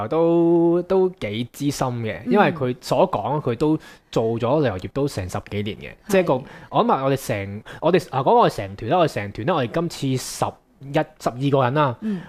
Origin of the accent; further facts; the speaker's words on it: China; 细个喺大陆嗰啲山区嘅厕所就系咁样啦